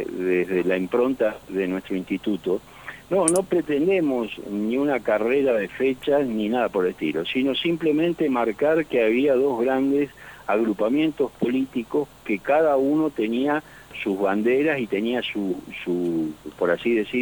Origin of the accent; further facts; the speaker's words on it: Santa Fe, Argentina; para nosotros, como santafesinos